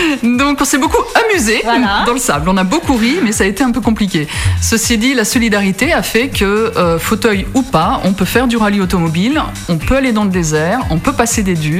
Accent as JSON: {"language": "French", "town": "Paris", "region": "Île-de-France", "country": "France", "moved": "yes", "lives_now": "Albi, France", "said": "je suis de Paris, je suis descendue à Albi il y a une dizaine d'années"}